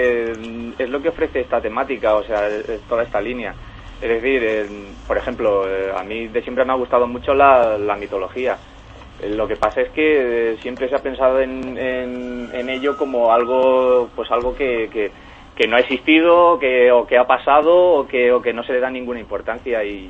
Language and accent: Spanish; Spain; lógicamente soy un autor español y apuesto siempre por las obras españolas